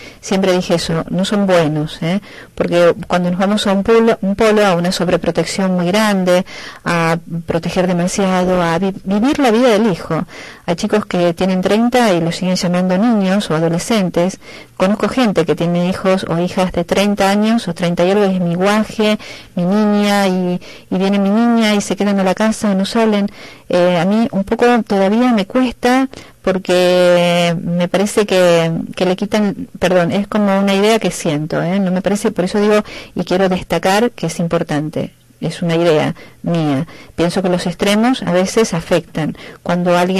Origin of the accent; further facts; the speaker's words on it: Argentina; Y en mi país, hoy que está pasando críticamente también bastante feo, la educación, la salud, la inseguridad, además, es carne propia